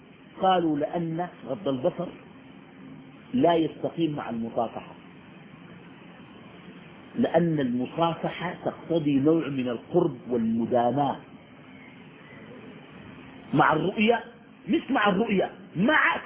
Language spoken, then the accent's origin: Arabic; Sudan; نحن عندنا في السودان الناس بكرسوا